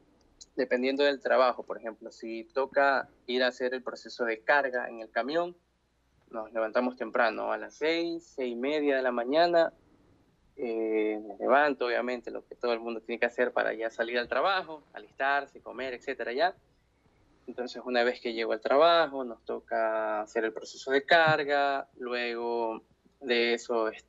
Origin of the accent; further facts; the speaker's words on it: Ecuador; yo soy de Ecuador, tengo 22 años